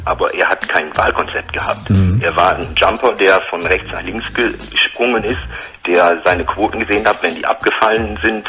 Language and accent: German; United States; now in Germany; Ja, ich bin Amerikaner.